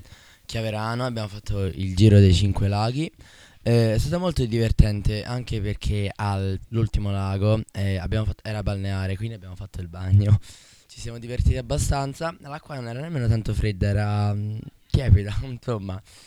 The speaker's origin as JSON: {"language": "Italian", "town": "Livorno", "region": "Tuscany", "country": "Italy", "said": "ho 14 anni, vengo da Livorno"}